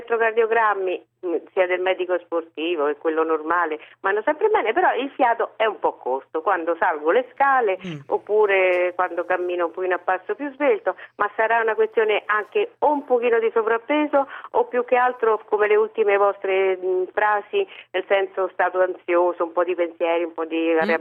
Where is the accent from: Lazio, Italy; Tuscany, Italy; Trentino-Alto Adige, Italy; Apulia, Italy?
Lazio, Italy; Rome; Roma, sono di Roma, 63 anni